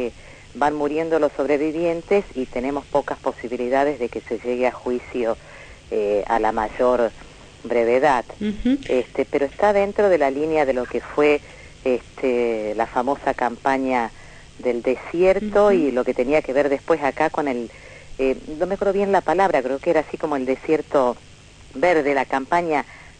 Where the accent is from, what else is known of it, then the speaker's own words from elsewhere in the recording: Tucumán, Argentina; now in Formosa, Argentina; yo soy tucumana en realidad, estoy en Formosa desde hace 20 años